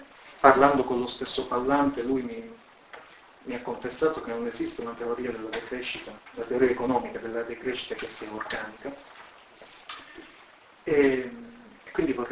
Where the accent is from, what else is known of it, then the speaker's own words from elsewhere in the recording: Calabria, Italy; now in Pisa, Italy; Sono originario della Calabria, della campagna della Calabria